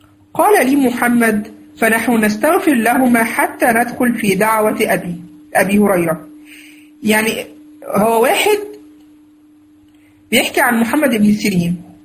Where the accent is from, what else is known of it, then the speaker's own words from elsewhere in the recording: Egypt; مش عارف بقى عندكم بقى في البلاد التانية بيسموا ايه الكلام ده، احنا عندنا دي من البدع اللي عندنا في مصر بصراحة